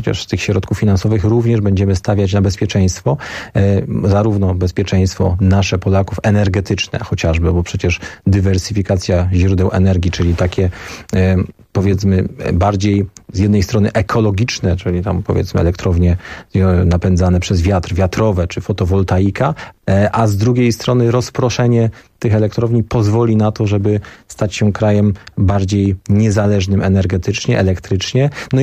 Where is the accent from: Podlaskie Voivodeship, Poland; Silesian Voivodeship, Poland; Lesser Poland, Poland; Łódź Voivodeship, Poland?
Silesian Voivodeship, Poland; Bielsko-Biała; Zresztą ja pochodzę z Bielska Białej, to jest miasto na południu Polski.